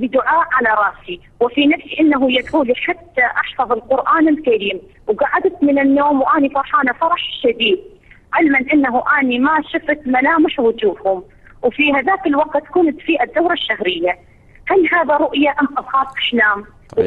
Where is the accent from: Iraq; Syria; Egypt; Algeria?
Iraq; Arabic is a second language; وإحنا نازحين وفقدنا كل ما نملك في العراق في الوقت الحالي